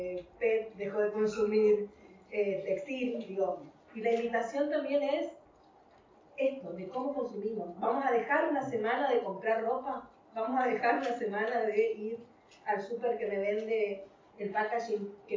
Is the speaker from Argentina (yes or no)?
yes; Chaco, Argentina; now in Spain; Yo vengo de Argentina, el norte de Argentina, que sufre extractivismo todo el tiempo. Bueno, vengo de Chaco, que tiene como el último bosque nativo y que está siendo explotado.